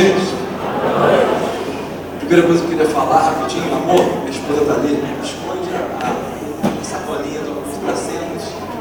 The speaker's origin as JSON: {"language": "Portuguese", "town": "Niterói", "region": "Rio de Janeiro", "country": "Brazil", "tie": "born or raised there", "said": "A gente veio aqui para Niterói, fui criado em Icaraí e eu cresci em São Francisco aqui, na verdade. Cresci aqui em São Francisco."}